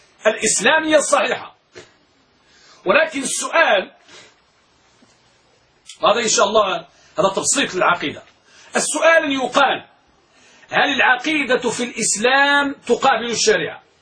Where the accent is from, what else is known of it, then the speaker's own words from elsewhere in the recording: Morocco; وعندنا في المغرب مثل يقول، يقولون الكلام إذا دار بين اثنين شاع، والعلم إذا لم يقيد ضاع.